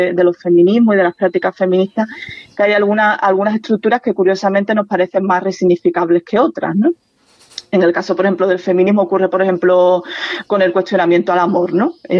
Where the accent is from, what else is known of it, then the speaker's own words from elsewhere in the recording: Andalusia, Spain; Y yo soy andaluza